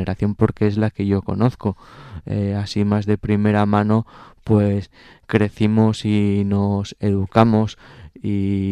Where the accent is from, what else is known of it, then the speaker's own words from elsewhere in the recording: Asturias, Spain; el sitio donde crecí, ¿no?, sino también ahí está mi familia, pues un montón de amigos y bueno, y mi tierra